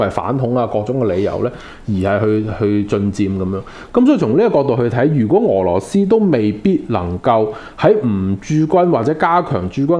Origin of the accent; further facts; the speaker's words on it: China; 我是一個中國人，我認為香港是一個中國的地方，所以我仍然是用我自己中國人的視角去看回中國的歷史和未來。